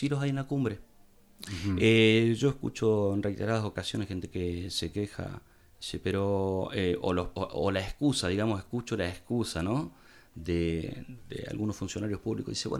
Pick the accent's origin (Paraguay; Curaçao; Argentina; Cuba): Argentina; Capilla del Monte, Córdoba; Por lo menos los que somos de Capilla del Monte conocemos todos.